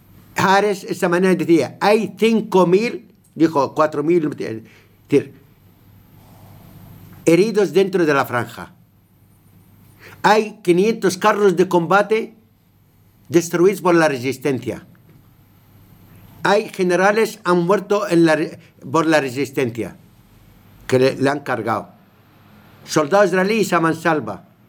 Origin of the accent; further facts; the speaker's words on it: Palestine; Me preocupa mi gente que está en el matadero. Es que no hay humanidad hoy día. El pueblo palestino está en el matadero